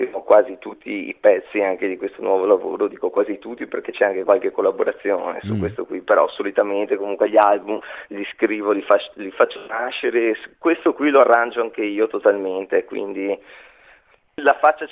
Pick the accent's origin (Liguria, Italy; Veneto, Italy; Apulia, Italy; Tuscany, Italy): Veneto, Italy; Venice; now in Mira, Italy; Se io sono un veneziano poi trapiantato un po' fuori, dai, diciamo veneziano d'origine.